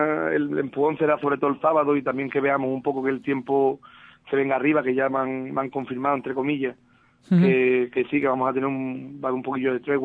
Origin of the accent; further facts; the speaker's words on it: Ubrique, Andalusia, Spain; yo pienso que mi pueblo, que es Ubrique, va a tener, como siempre en estos momentos